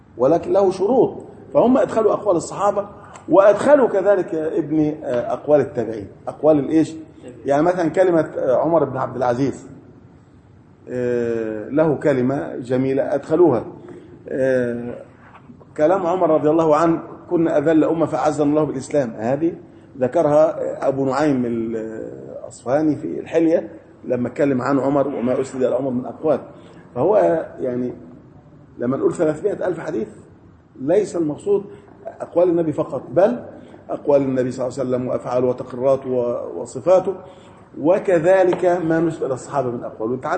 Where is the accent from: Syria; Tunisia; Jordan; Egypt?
Egypt; Faiyum, Faiyum Governorate; عندنا في الفيوم